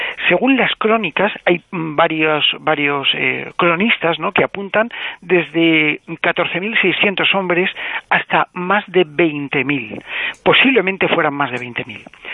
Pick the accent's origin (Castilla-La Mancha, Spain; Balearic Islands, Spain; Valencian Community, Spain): Valencian Community, Spain; Alicante; que yo soy de Alicante y mi familia, por parte de padre, viene de esa ciudad, de Albatera.